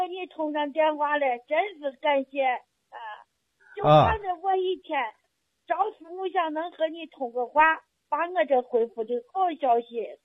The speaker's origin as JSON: {"language": "Chinese", "town": "Xi'an", "region": "Shaanxi", "country": "China", "said": "那你看我是西安的，我今年也58了"}